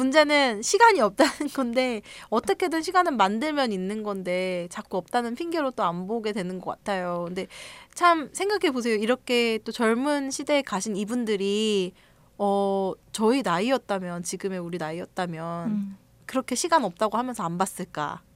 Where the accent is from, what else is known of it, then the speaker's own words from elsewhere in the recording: South Korea; 이 한국인으로서 봐야 되는 영화인데